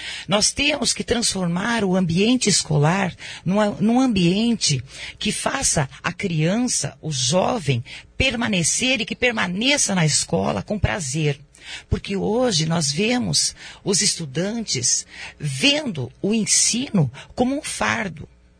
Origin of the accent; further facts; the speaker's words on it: Medianeira, Paraná, Brazil; born there; also born or lived in São Miguel do Iguaçu; now in Foz do Iguaçu, Brazil; Eu nasci em Medianeira, morei também no município de São Miguel do Iguaçu. E desde 1974, eu moro em Foz do Iguaçu.